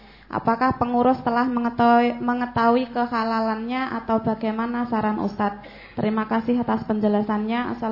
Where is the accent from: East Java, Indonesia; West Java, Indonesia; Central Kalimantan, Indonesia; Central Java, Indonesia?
Central Java, Indonesia; Paranggupito; Saya dari Parangkupito, Ustaz.